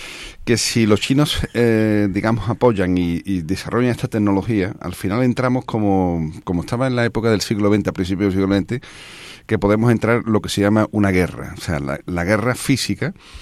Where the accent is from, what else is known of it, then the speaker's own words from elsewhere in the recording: Spain; Con el montón de personas tan fantásticas e inteligentes que somos los españoles